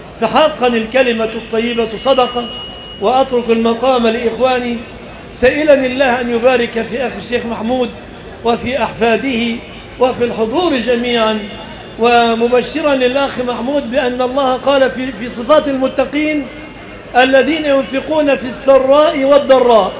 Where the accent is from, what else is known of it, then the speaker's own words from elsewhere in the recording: Egypt; أن يحفظ بلادنا مصر آمنة من الفتن